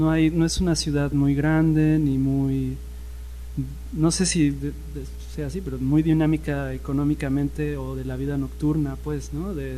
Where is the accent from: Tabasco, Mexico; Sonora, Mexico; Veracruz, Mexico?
Veracruz, Mexico; Xalapa; yo crecí aquí en Jalapa, en los potreros, o sea, había potreros en muchas partes, ¿no? Uh-huh. Jugábamos fútbol y había vacas ahí en los terrenos baldíos